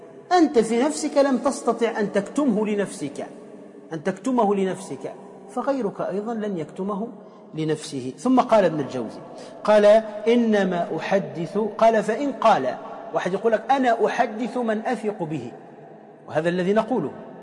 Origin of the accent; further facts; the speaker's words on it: Tunisia; كما يقال عندنا في تونس كالنكتة